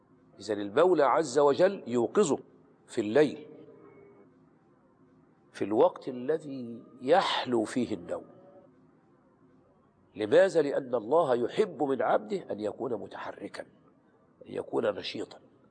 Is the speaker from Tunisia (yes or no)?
no; Qalyubia, Egypt; علمت عن واحد من الصالحين كان من الفلاحين في بلدتنا، يعني في مصر في القليوبية